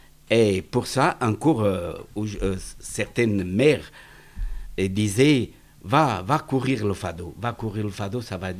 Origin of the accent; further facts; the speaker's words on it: Portugal; born there; French is a second language; moved away; Oui, je suis né au Portugal.